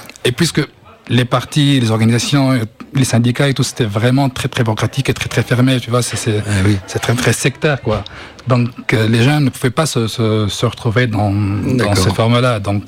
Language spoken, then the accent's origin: French; Tunis, Tunis Governorate, Tunisia; Je viens de Tunis.